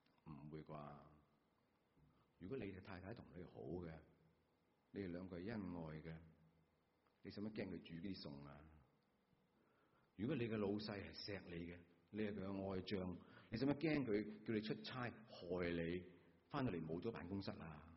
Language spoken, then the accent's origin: Cantonese; Guangdong, China; 我们广东人